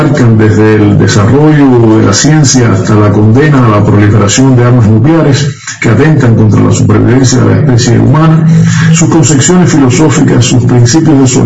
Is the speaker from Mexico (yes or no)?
no; Cuba; Como cubanos revolucionarios, pues sentimos el sano orgullo